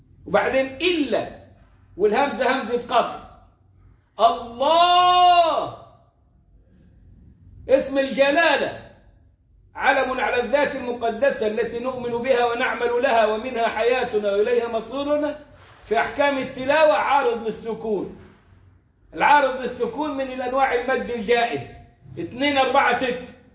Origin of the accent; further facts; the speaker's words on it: Egypt; الكلام ده ما فيهوش شباب التكفير عندنا في مصر